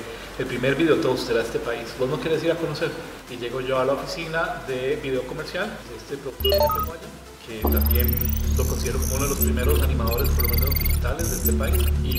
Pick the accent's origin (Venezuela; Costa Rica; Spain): Costa Rica; Yo recuerdo que yo lo vi chiquitito y yo decía, pero eso es animado aquí en Costa Rica.